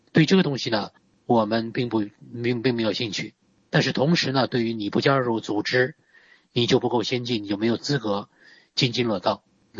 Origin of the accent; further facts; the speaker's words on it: China; 我们中国人的特点啊，